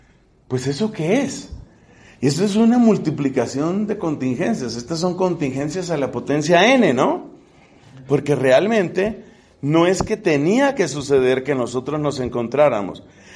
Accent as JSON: {"language": "Spanish", "country": "Colombia", "said": "será porque soy latino o colombiano o lo que sea"}